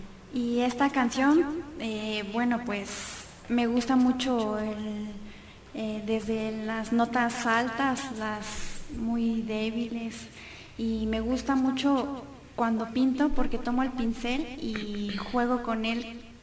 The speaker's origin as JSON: {"language": "Spanish", "town": "Naucalpan", "region": "State of Mexico", "country": "Mexico", "said": "bueno, yo soy de Naucalpan"}